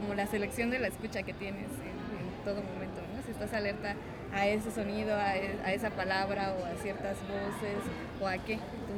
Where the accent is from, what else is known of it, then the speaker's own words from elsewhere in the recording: Iztapalapa, Mexico City, Mexico; yo que soy de Iztapalapa también es como un poco distante